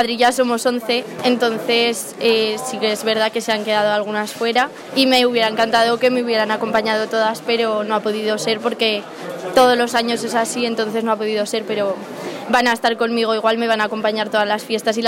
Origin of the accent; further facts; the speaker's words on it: Tauste, Aragon, Spain; Pues lo primero de todo, que es mi pueblo, la gente